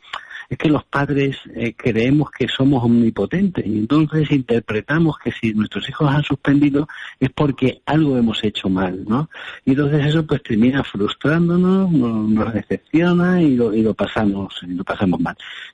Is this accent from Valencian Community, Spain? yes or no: yes; Valencian Community, Spain; now in Badajoz, Spain; aunque vivo aquí en Badajoz, soy valenciano, ¿eh? Así que encantado de estar ahí hablando para mi tierra.